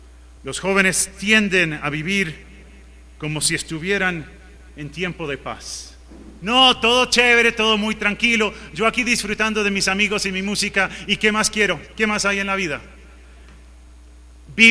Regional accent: Uruguay; Yo soy uruguayo, me crié en el Uruguay, también de padres norteamericanos.

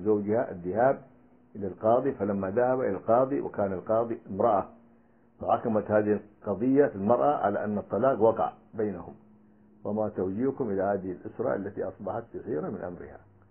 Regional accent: Libya; فقام النظام السابق عندنا في ليبيا بالاستحواذ عليها

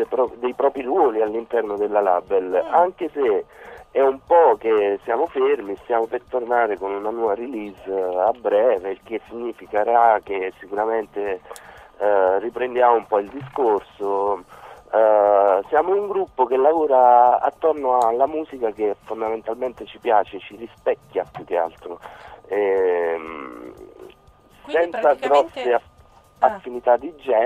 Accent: Campania, Italy; Noi siamo della provincia di Avellino.

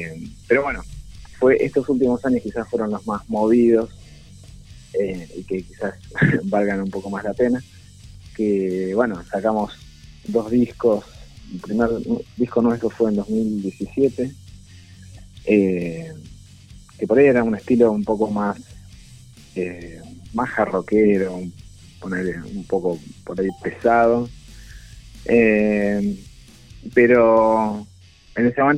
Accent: Lomas de Zamora, Buenos Aires Province, Argentina; Nosotros somos de distintos lugares. Sí. Yo soy de Lomas, de Zona Sur.

